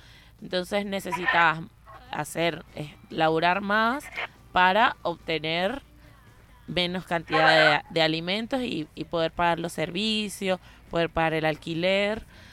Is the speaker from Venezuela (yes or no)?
yes; Venezuela; now in Buenos Aires, Argentina; soy venezolana y estoy residenciada, vivo en Argentina, en Buenos Aires.